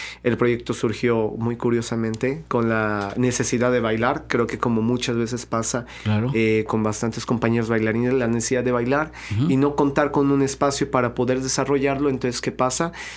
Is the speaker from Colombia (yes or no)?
no; Veracruz, Mexico; aquí en Veracruz pues somos jarochos, yo también bailo folclore y soy orgullosamente jarocho, y yo escucho música de mi tierra